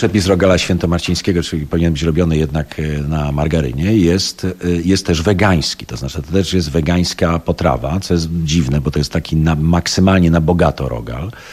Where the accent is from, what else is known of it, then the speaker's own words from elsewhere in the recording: Poznań, Greater Poland Voivodeship, Poland; born there; now in Kraków, Poland; Ja jestem poznaniakiem z urodzenia właśnie, już nomen omen.